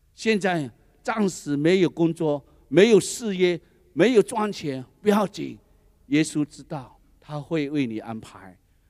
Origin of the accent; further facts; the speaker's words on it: Seremban, Negeri Sembilan, Malaysia; 我回去斯迪旺的时候，都会吃什么那个云吞面啊、干拌面啊，还有这卤面啊，都是我们家乡的菜